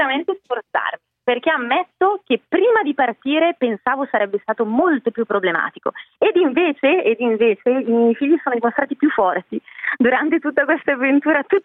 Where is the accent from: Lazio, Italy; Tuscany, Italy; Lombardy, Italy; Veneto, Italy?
Lombardy, Italy; Bergamo; anche lei della stessa città da cui vengo io, che è Bergamo, perché sono originaria di Bergamo